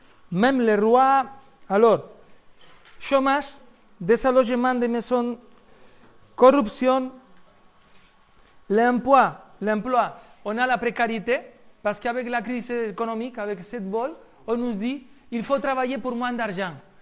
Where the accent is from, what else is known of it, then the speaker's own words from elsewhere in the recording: Spain; moi, en tant qu'Espagnol, moi, je paye des impôts